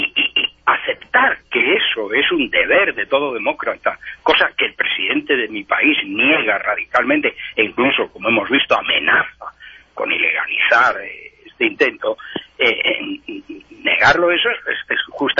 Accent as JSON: {"language": "Spanish", "town": "Madrid", "region": "Community of Madrid", "country": "Spain", "said": "Soy partidario, soy madrileño, soy español, y por lo tanto, pues también me siento catalán"}